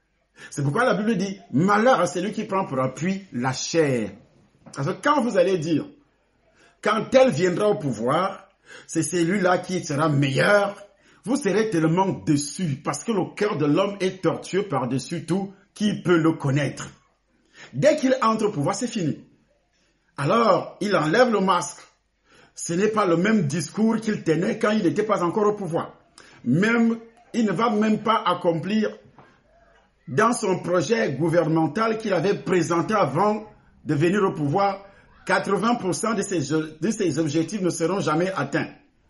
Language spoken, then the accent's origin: French; Cameroon; Et parfois, c'est la guerre, c'est le sang qui coule, comme ce qui se passe chez moi au Cameroun.